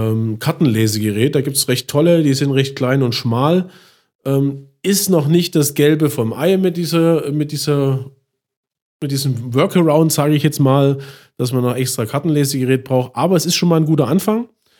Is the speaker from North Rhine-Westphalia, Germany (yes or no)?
no; Chemnitz, Saxony, Germany; Meine alte Heimat Chemnitz, hätte ich nicht gedacht.